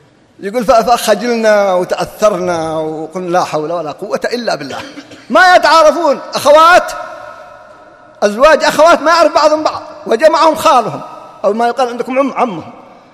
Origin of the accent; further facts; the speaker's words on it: Riyadh, Riyadh Province, Saudi Arabia; يوم من الأيام وقع حادث عندنا في الرياض